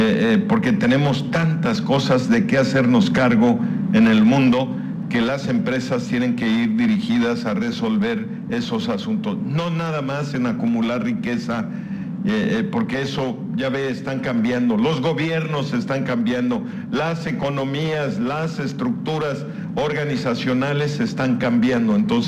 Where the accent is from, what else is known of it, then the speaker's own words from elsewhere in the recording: Mexico; somos mexicanos, y vivimos en Mérida